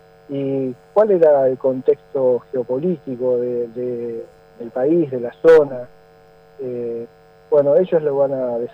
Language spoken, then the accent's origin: Spanish; Buenos Aires, Argentina; cómo vengo yo a contar la historia siendo de otro lugar, de Buenos Aires, me tratan como porteño